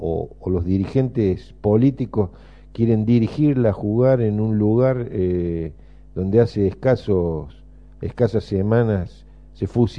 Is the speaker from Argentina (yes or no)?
yes; Argentina; como argentinos nos merecemos de nuevo todo esto